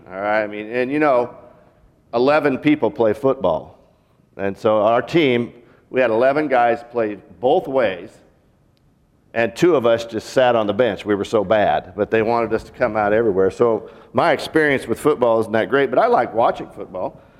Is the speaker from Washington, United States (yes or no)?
yes; Seattle, Washington, United States; now in Arkansas, United States; I grew up in Seattle. There's kind of two seasons, really.